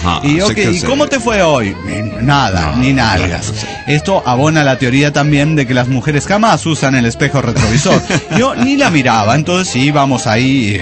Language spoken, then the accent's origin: Spanish; Mexico City, Mexico; now in Tijuana, Mexico; Yo soy del DF, en realidad, pero estoy aquí en Tijuana.